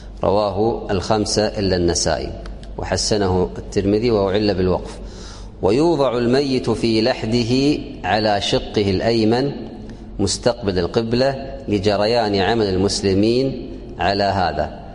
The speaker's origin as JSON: {"language": "Arabic", "country": "Kuwait", "said": "الآن عندنا في الكويت يسمونه الشاهد"}